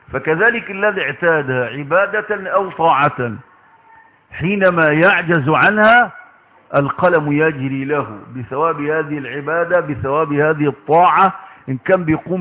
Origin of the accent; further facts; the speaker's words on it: Egypt; على بلدنا مصر